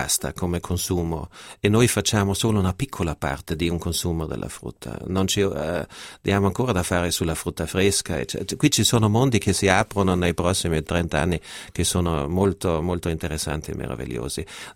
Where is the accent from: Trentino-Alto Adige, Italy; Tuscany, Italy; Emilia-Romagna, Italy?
Trentino-Alto Adige, Italy; born there; io che sono nato in Alto Adige, dove c'è sempre un gran turismo